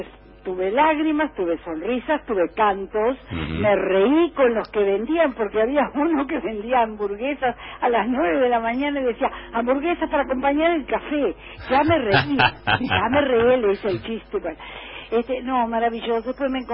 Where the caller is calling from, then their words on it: Ezpeleta, Buenos Aires Province, Argentina; de Espeleta.